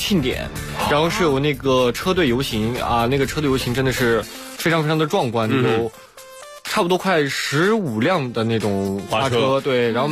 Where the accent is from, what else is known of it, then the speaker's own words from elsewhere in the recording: China; 我说我是中国人